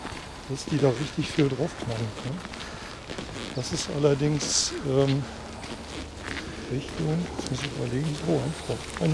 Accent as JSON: {"language": "German", "region": "Lower Saxony", "country": "Germany", "tie": "born or raised there", "said": "Da war vor Jahren mal eine Band oben aus meiner alten Heimat aus Friesland."}